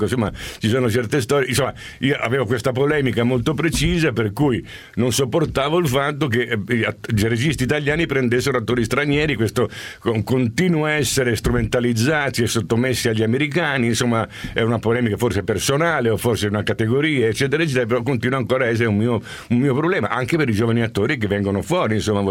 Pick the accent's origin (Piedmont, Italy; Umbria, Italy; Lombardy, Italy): Piedmont, Italy; Turin; born there; io sono nato a Torino